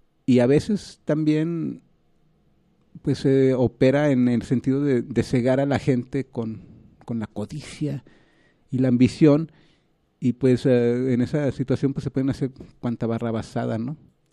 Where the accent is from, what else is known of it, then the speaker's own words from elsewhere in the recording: Mexico; uno como mexicano pues quieras o no pues desde el 94 ha estado pues oyendo todo el discurso zapatista